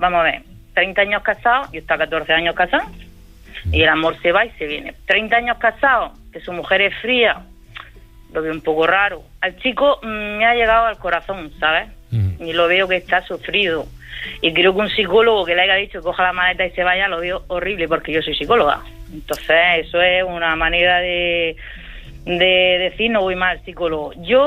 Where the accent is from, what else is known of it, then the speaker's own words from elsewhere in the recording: Region of Murcia, Spain; De Murcia. De los perros.